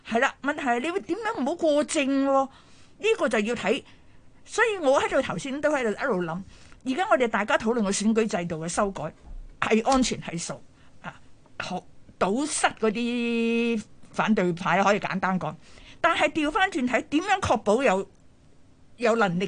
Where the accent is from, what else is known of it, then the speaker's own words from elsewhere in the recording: Hong Kong; 当然我们香港人看惯不是那么惯